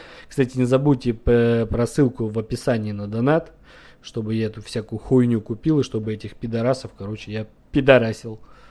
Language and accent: Russian; Krasnodar, Krasnodar Krai, Russia; also born or lived in Almaty, Kazakhstan; Я из Краснодара. А вообще, ребят, я родился в Казахстане, в Алмате. Давно уехал, но вообще родился в Казахстане, в Алмате. Ну, я не казах, я русский.